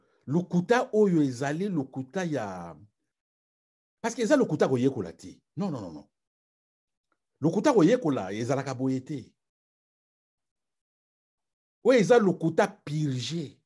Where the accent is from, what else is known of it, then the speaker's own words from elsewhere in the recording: DR Congo; Parce que chez nous au Congo les enquêtes